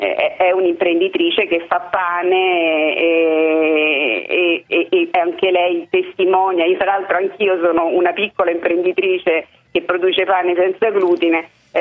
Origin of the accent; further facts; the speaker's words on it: Santo Domingo, Dominican Republic; Santo Domingo.